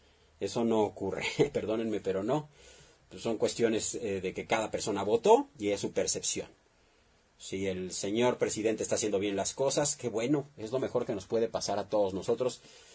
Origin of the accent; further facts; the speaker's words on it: Mexico; Yo creo que es lo peor que podemos hacer como mexicanos, que exista esa división.